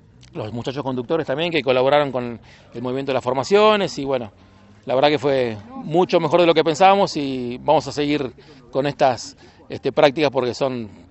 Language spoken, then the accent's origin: Spanish; Buenos Aires Province, Argentina; nosotros no somos de acá de Córdoba, somos de otra provincia, de Buenos Aires